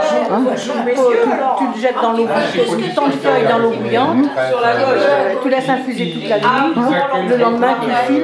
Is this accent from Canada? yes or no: no; Pays de la Loire, France; parce chez moi en Mayenne, il y avait des moines aussi qui faisaient du fromage.